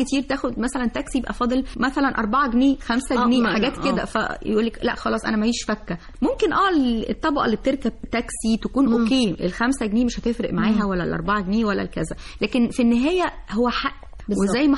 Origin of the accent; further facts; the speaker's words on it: Egypt; وفي بعض الناس تقولك أصل إحنا كمصريين مش عارف إيه. يا جماعة إزاي إحنا كمصريين؟